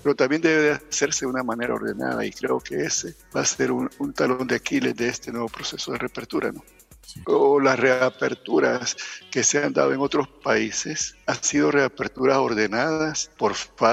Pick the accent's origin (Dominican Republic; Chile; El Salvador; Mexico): El Salvador; Ahora pues nos queda a nosotros como población salvadoreña tomar nuestras medidas